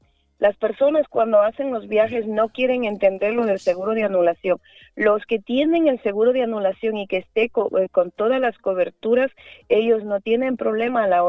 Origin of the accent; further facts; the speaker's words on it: Zamora-Chinchipe, Ecuador; Yo soy una persona de Zamora Chinchipe, donde hemos nacido y pisado oro. No he querido explotar mi tierra, mi provincia, y he salido fuera a trabajar para no perjudicar la naturaleza